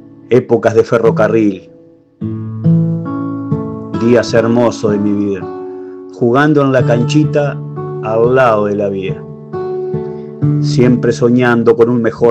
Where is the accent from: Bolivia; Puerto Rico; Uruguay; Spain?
Uruguay; Tacuarembó; yo soy del Tacua, soy del Tacuarembó, barrio de mi alma.